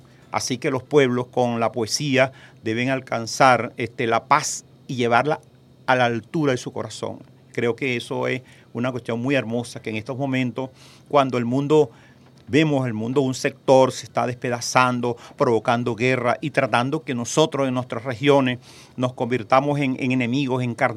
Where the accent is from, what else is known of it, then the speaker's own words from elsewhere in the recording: Bolívar, Venezuela; born there; now in Caracas, Venezuela; yo nací en el estado Bolívar, pero yo tengo 47 años aquí en Caracas.